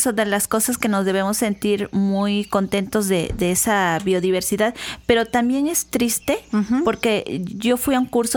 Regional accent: Coatepec, Veracruz, Mexico; Y yo decía, yo ya me quiero ir a mi pueblito, yo soy de Coatepec, ¿no?

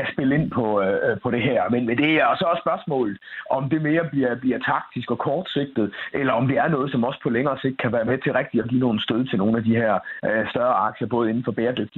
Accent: Viborg, Central Denmark Region, Denmark; born there; fra min fødeby Viborg

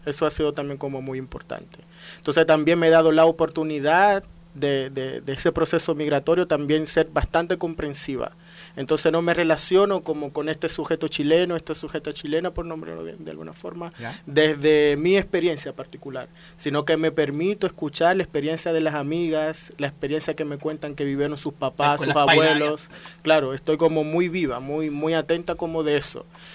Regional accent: Santo Domingo, Dominican Republic; Sí, nací en Santo Domingo en 1990. Claro, una ciudad donde también ha sido interesante como nacer y crecer ahí.

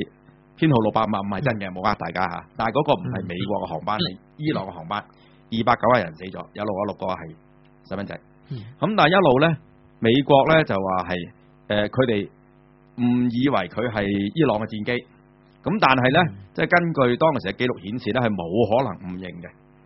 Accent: Hong Kong; 呢、這個字我哋香港人好敏感嘅。

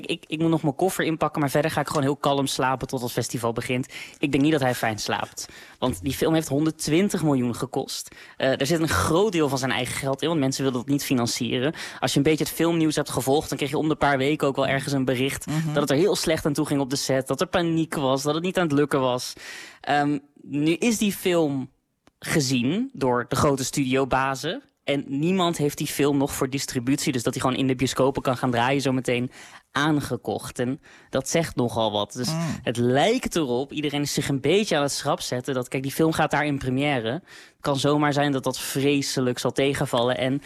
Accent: Netherlands; Ik focus me met die podcast heel erg op wat wij als Nederlanders daar te zoeken hebben.

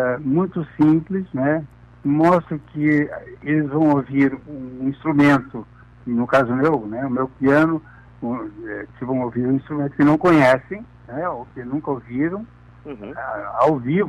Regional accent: Quaraí, Rio Grande do Sul, Brazil; born there; em Quaraí, onde eu nasci, era a única janela que eu tinha para o mundo

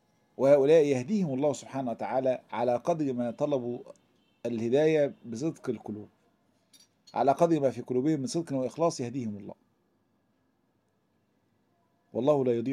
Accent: Egypt

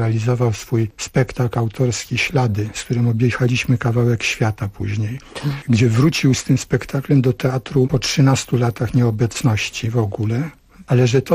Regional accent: Sopot, Pomeranian Voivodeship, Poland; now in Chorzów, Poland; Sopot, czyli moje rodzinne miasto.

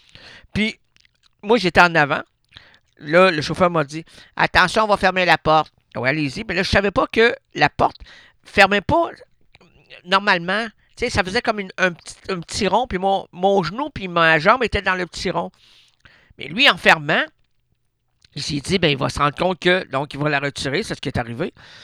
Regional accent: Sherbrooke, Quebec, Canada; Sherbrooke, pas petite région Sherbrooke, oui, on est une belle ville.

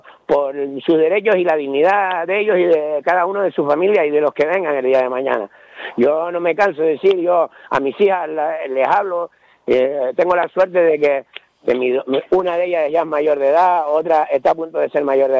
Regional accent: Canary Islands, Spain; Yo no me considero independentista, yo me considero canario.

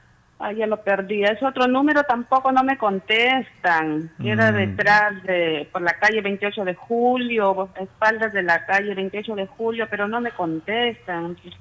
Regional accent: Trujillo, La Libertad, Peru; sabe que yo soy de Trujillo.

